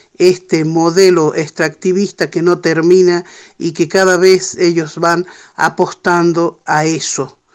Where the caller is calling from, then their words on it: Andalgalá, Catamarca, Argentina; Bueno, un abrazo auditivo desde aquí, desde Andalgalá. … de la Asamblea del Algarrobo